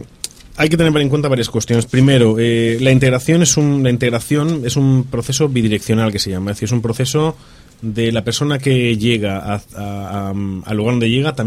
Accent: Spain; tú y yo somos españoles

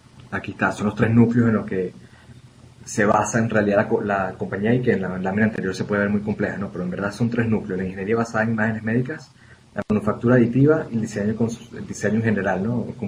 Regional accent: Venezuela; yo soy venezolano. Y de hecho vengo de una pequeña isla del Caribe venezolana y yo tiendo a hablar muy rápido

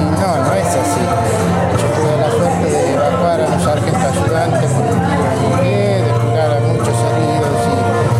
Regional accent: Argentina; Eso es parte de mi corazón como argentino. Ese es el argentino.

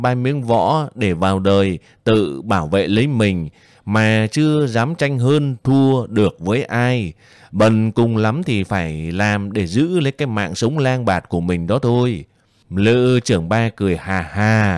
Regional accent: Hanoi, Vietnam; born there; tôi sinh ra ở Hà Nội, chưa biết đến quê hương

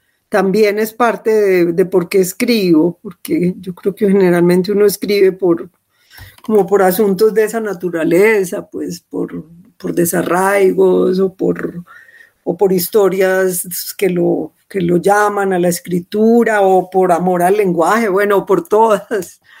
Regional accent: Antioquia, Colombia; Yo crecí en Laureles, que era un barrio lleno de lotes y de ratas.

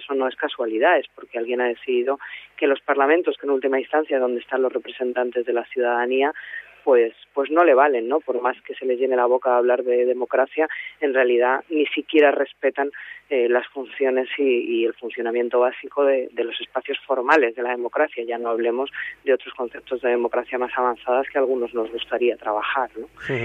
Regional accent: Rivas-Vaciamadrid, Community of Madrid, Spain; Bueno, en mi caso yo soy de Rivas y me movía en el ámbito de los movimientos juveniles y de la militancia de barrio

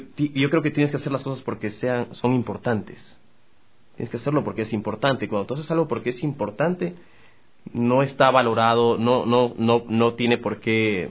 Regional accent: Galápagos, Ecuador; now in Quito, Ecuador; me salí de Galápagos, me fui a estudiar a México, regresé a Ecuador, pasé por Cuenca, aprendí a cantar y vine a Quito.

